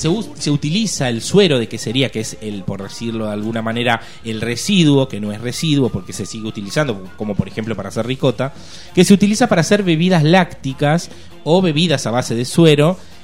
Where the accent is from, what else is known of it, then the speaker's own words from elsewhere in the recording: Azul, Buenos Aires Province, Argentina; born there; now in Tandil, Argentina; yo soy nacido en Azul, yo hace 3 años que estoy viviendo en Tandil.